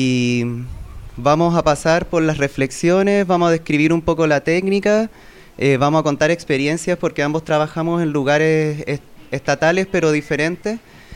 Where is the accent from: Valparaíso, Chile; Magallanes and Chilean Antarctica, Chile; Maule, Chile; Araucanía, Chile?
Valparaíso, Chile; Venimos de Valparaíso a presentar unas reflexiones de una experiencia diagnósticas y terapéuticas dentro del ejercicio de nuestra profesión, que estudiamos psicología en Valparaíso igual.